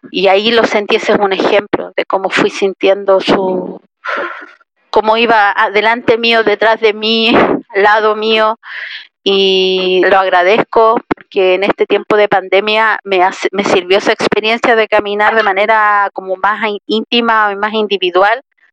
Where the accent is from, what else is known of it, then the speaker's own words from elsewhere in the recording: Tocopilla, Antofagasta, Chile; yo soy de Tocopilla y siento como mi casa la iglesia de Tocopilla.